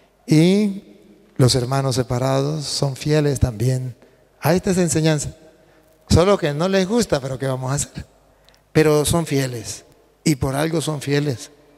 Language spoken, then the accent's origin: Spanish; Venezuela; Vengo con mucha alegría desde Venezuela, donde en estos momentos estamos pasando cosas difíciles